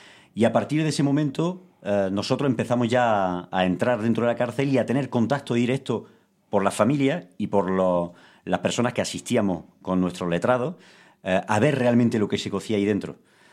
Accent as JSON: {"language": "Spanish", "country": "Spain", "said": "nosotros, un pueblo como el español, que ha sido un pueblo de inmigrantes"}